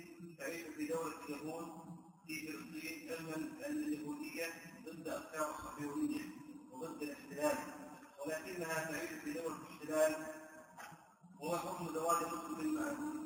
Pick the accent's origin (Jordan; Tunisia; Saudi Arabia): Jordan; إن الفاضل عندنا في الأردن في بعض المناطق